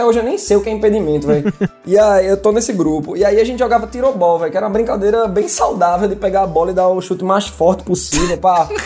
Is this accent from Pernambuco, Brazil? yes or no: yes; Recife, Pernambuco, Brazil; Eu sou de 88 e sou de Recife, Pernambuco.